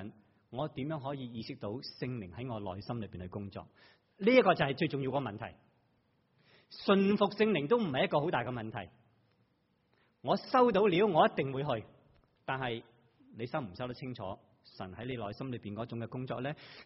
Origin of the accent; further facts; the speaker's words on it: Hong Kong; now in Taiwan; 即我自己在台湾，如果有一个香港的上司，我又是香港人，应该或多或少应该方便一点。